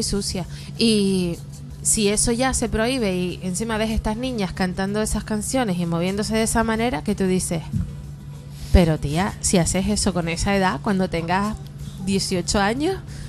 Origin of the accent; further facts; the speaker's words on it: Arucas, Canary Islands, Spain; Es que todo pasa, mira, en mi pueblo.